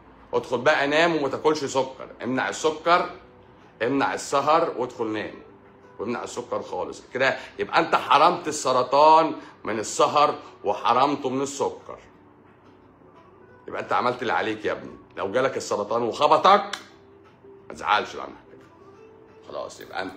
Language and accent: Arabic; Egypt; انت ناسي ان احنا المرض بالوراثة عندنا في مصر هنا؟